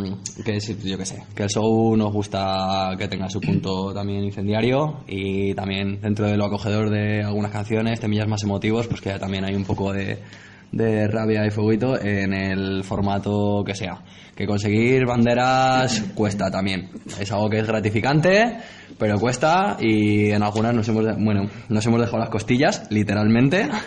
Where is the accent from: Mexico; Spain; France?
Spain; Valladolid, Castile and León; now in Barcelona, Spain; yo vengo de Barcelona porque llevo tres, casi cuatro añicos viviendo allí, pero yo soy de Valladolid a muerte